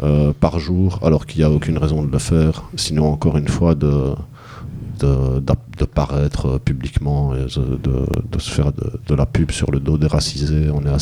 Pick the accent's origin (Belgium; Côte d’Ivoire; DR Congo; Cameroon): Belgium; Ah oui, mais bon, je suis belge, je suis à Bruxelles, je parle de ce que je connais le plus proche de moi.